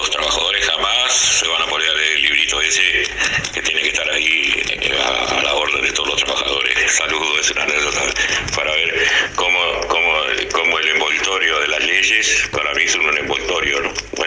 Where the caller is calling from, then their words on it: Paysandú, Uruguay; also born or lived in Canada; de Paysandú, trabajé muchos años en Canadá de obrero de metalúrgico